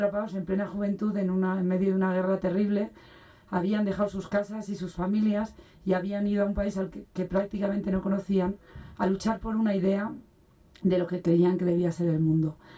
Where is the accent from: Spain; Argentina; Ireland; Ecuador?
Spain; escuchar historias de gente que las hubiera vivido en España, en mi país.